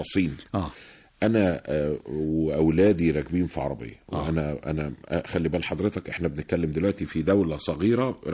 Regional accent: Egypt; بحاول افهم البياع ان انا من مصر

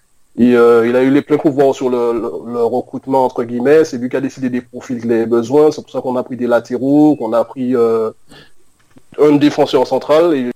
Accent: France; nous, en tant que Français, on n'aime pas

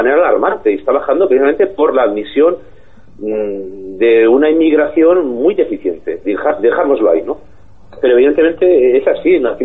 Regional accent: Spain

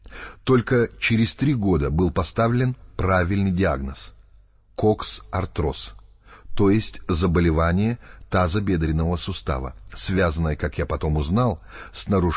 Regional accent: Moscow, Russia; born there; Я родился в Москве, в семье профессора японского языка.

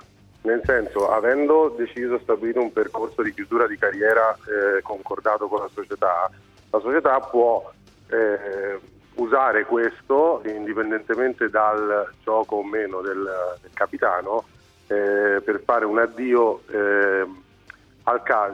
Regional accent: Rome, Lazio, Italy; io lavoro solamente qui, sono un romano e tifoso romanista

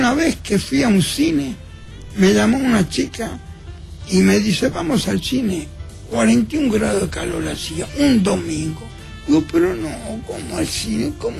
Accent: Buenos Aires, Argentina; Y yo soy de Flores. Flores, después de la Valle, era el barrio que tenía más cine.

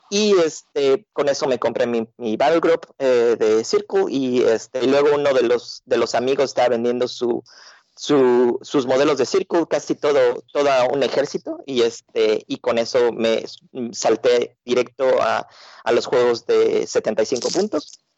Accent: Mexico; moved away as an adult; now in United States; Yo vengo de México.

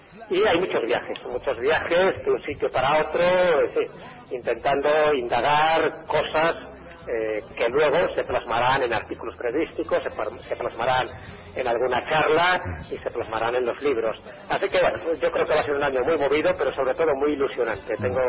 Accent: Valderas, Castile and León, Spain; Estoy en mi pueblo, en Valderas.

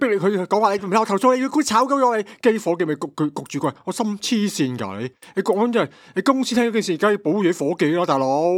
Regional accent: Hong Kong; 讲到嗨，我哋香港人系绝对，我系开咗更嗨嘅。

